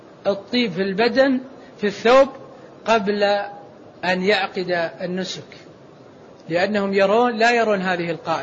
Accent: Saudi Arabia; مثل البشوت التي عندنا في السعودية

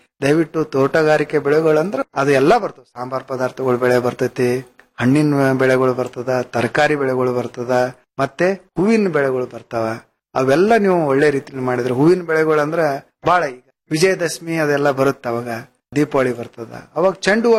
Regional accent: Karnataka, India; ನಾವು ಈ ಭಾಗದವರು ಕಲಬುರಗಿ, ಬೀದರು, ರಾಯಚೂರು, ಬಳ್ಳಾರಿಯಲ್ಲಿ

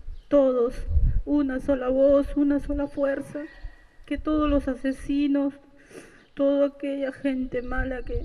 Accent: Peru; yo soy extranjera, soy peruana

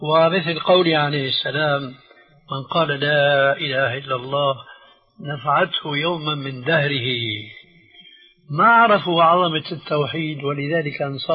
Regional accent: Syria; عندنا في سوريا

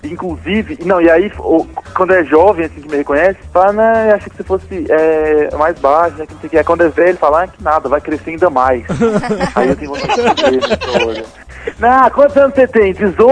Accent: Brasília, Federal District, Brazil; É porque Brasília não tem uma identidade própria, né?

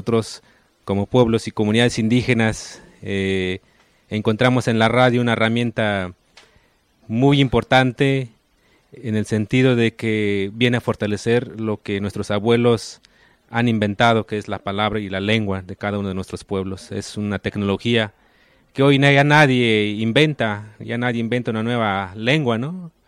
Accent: Oaxaca, Mexico; first language Ayuk; estoy hablando Ayuk, es mi lengua materna, del territorio Ayuk, ahí en la parte alta de Oaxaca.

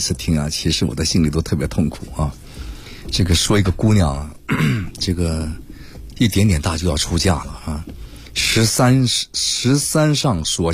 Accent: Shanxi, China; 里边我们山西人说麦可不是说麦啊，是面，

